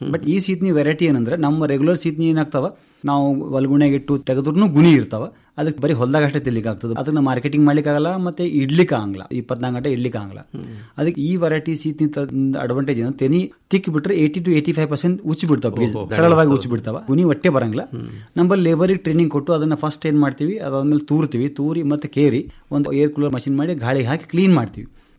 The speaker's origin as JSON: {"language": "Kannada", "town": "Tengli", "region": "Karnataka", "country": "India", "said": "ಮೂಲತಃ ಟೆಂಗ್ಳಿ ಗ್ರಾಮದವನು."}